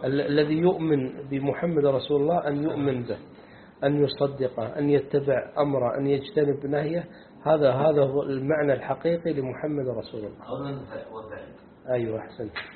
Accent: Kuwait; وهذا عندنا في الكويت هذا الحالة هذه في الكويت

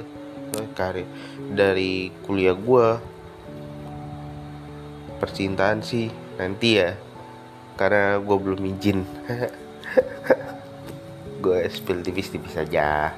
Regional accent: Palembang, South Sumatra, Indonesia; kalau teman-teman pendengar ini dari daerah yang sama kayak gue, dari daerah Palembang, pasti teman-teman ngelihat banyak lubang di jalanan.

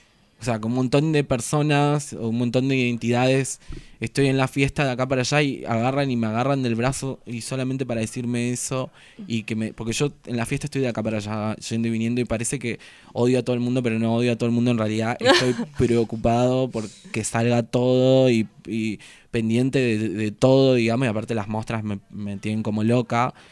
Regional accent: Ibarreta, Formosa, Argentina; Yo soy de un pueblo de Formosa que se llama Ibarreta.

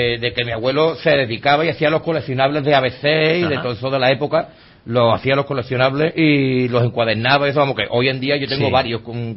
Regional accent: Seville, Andalusia, Spain; que nosotros somos un grupo de investigación, pero que somos de Sevilla, que bueno, más o menos lo que es toda Andalucía la tocamos.

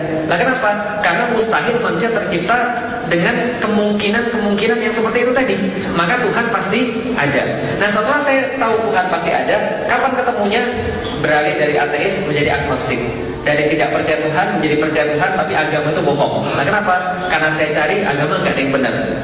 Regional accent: Palembang, South Sumatra, Indonesia; born there; jadi saya asli Chinese. Saya lahir di Palembang, kemudian saya baru mengenal Islam pada tahun 2002.

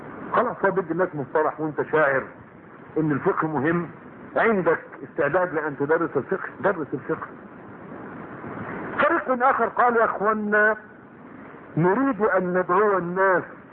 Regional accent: Egypt; فتيات الان عندنا في مصر

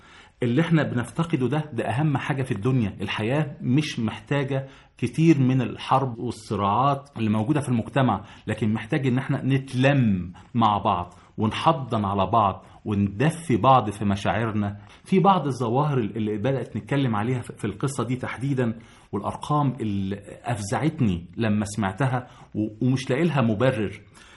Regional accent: Egypt; أعزائي المستمعين، في قيمة عندنا في مصر محدش ملتفت إليها

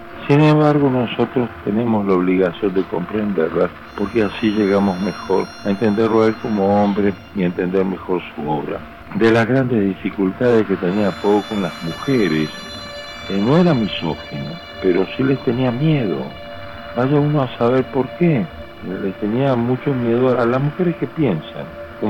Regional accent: Camilo Aldao, Córdoba, Argentina; ahí en Camilo Aldao, mi pueblo, en la provincia de Córdoba.

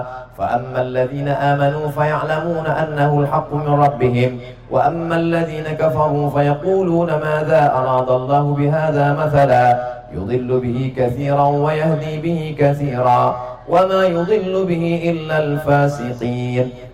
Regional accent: Riau, Indonesia; I am coming from Riau. Ana min Riau.

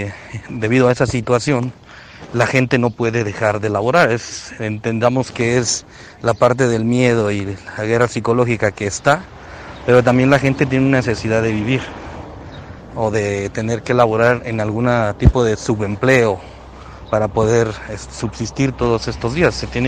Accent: Mexico; como mexicano, y ver la situación social de la gente

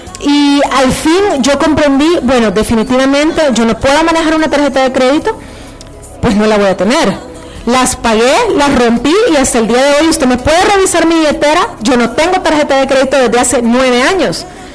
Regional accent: El Salvador; como decimos en buen salvadoreño, metí las patas hasta el fondo.

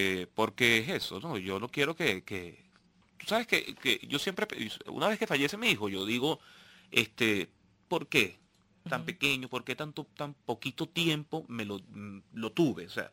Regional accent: Venezuela; Yo simplemente soy un venezolano más

